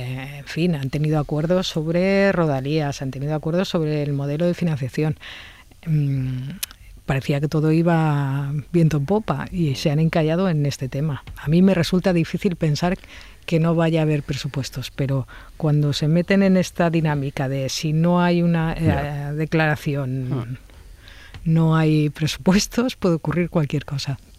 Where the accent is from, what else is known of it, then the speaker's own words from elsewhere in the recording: Catalonia, Spain; yo como catalana lo mismo me da que me los recaude la Hacienda catalana que la Hacienda española.